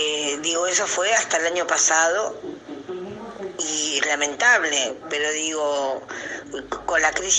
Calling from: Las Piedras, Canelones, Uruguay; acá en Las Piedras.

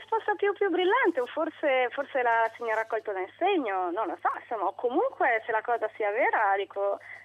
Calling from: Milan, Lombardy, Italy; Buonasera, siamo da Milano.

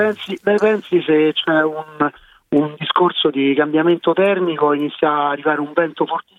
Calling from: Rimini, Emilia-Romagna, Italy; io sono da Fregene, no, da Rimini.

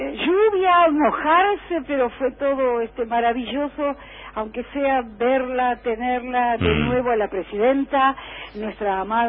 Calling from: Ezpeleta, Buenos Aires Province, Argentina; de Espeleta.

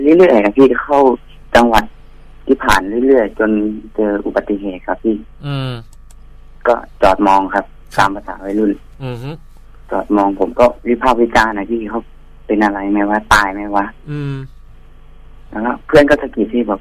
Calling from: Bangkok, Thailand; กรุงเทพครับพี่พระราม3

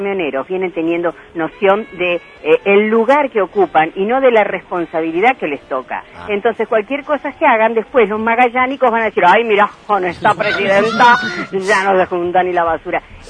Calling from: Virrey del Pino, Buenos Aires Province, Argentina; de Virrey del Pino.

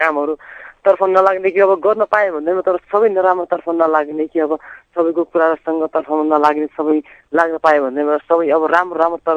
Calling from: Khara, Karnali Province, Nepal; Rukum खाराबाट

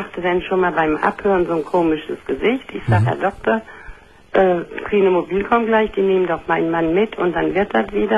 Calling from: Gummersbach, North Rhine-Westphalia, Germany; Ja, ich rufe von Gummersbach.

